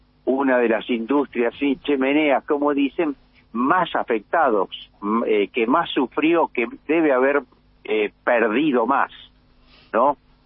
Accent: Buenos Aires, Argentina; Yo lo que insisto ahí, que nosotros somos porteños, pero nosotros somos parte de una nación

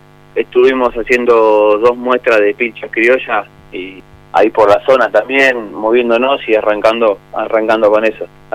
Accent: Berazategui, Buenos Aires Province, Argentina; Hay gente que viene de un poquito más lejos, de Citibel, nosotros somos de Brazategui.

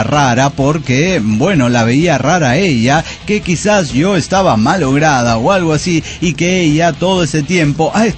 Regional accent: Silao, Guanajuato, Mexico; Soy un aldeano de Silao, Guanajuato, México.

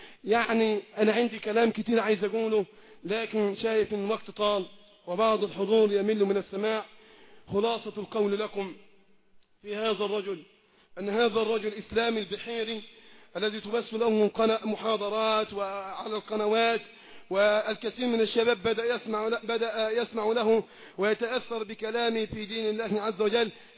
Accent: Egypt; بلدنا مصر

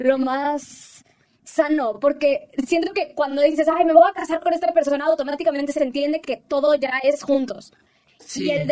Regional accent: Mexico City, Mexico; Sí, no, somos chilangos, comemos sí, tortas de tamal.

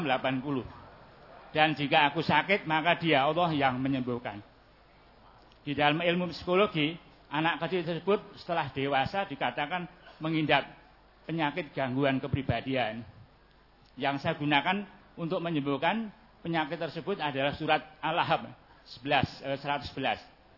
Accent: Surakarta, Central Java, Indonesia; born there; umur 66 tahun, lahir di Solo dan tinggal di Noto Sumen.

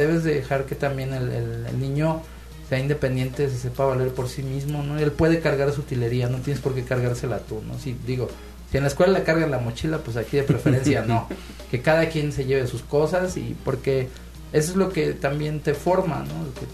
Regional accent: Mexico; Parece que somos mexicanos. Entonces, no hay imposibles ahí.

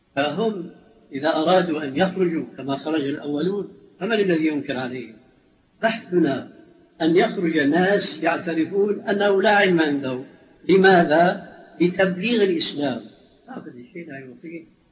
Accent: Syria; المدفون عندنا في سوريا

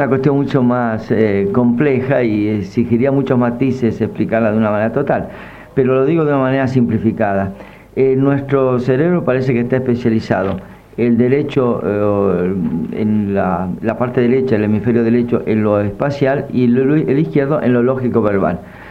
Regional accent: Argentina; tenemos que saber los argentinos quiénes somos, porque los latinoamericanos en general y los argentinos en más nivel todavía, somos invertebrados

